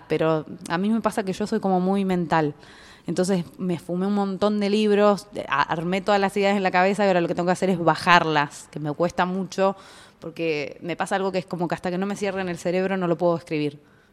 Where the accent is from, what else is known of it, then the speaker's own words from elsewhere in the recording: Trelew, Chubut, Argentina; lo hice en Trelew, que es de donde soy.